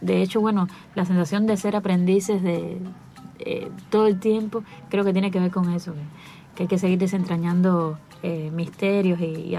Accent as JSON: {"language": "Spanish", "country": "Cuba", "said": "para nosotros como cubanos y como trovadores también"}